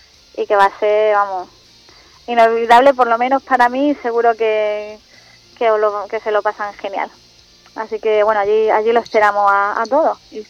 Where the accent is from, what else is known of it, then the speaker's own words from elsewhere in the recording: Málaga, Andalusia, Spain; era bastante conocido en Málaga, de donde yo soy.